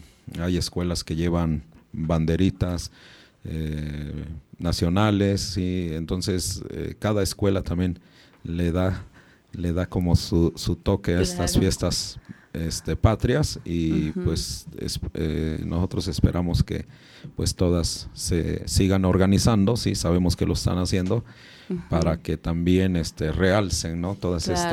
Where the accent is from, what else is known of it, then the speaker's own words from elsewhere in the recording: Mexico; tenemos una identidad también como pueblo originario y una identidad también como mexicana y mexicano.